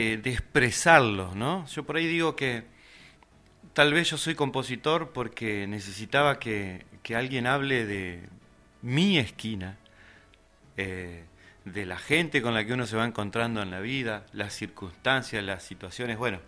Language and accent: Spanish; Gualeguay, Entre Ríos, Argentina; Yo soy entrerriano, de Gualeguay.